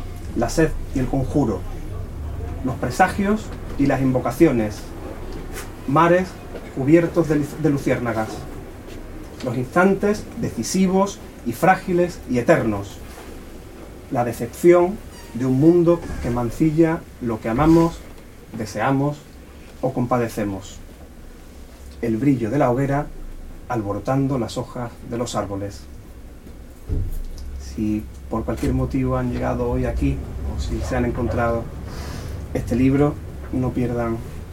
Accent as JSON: {"language": "Spanish", "town": "La Puebla", "region": "Andalusia", "country": "Spain", "said": "y yo soy de La Puebla, que está muy cerquita."}